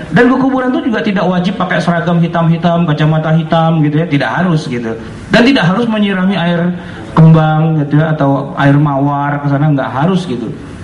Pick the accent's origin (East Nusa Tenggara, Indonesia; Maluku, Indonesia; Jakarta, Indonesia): Jakarta, Indonesia; tapi biasanya kita orang Betawi itu punya namanya kue geplak gitu.